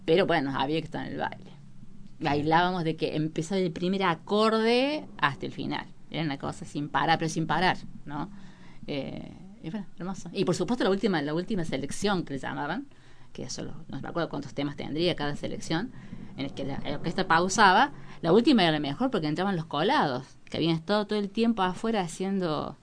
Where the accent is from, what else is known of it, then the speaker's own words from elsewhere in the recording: Villa Dolores, Córdoba, Argentina; soy nacida y criada en Villa Dolores. O sea, toda mi vida viví en Dolores.